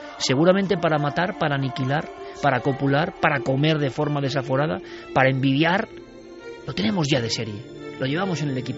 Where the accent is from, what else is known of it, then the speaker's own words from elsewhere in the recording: Spain; Pero es que yo soy español.